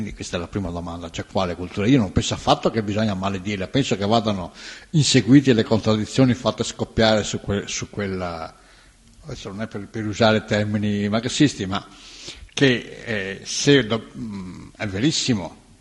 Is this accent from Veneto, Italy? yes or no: yes; Monselice, Veneto, Italy; io sono veneto, ma in che senso sono veneto? Sono veneto di Monselice, Colle Ugani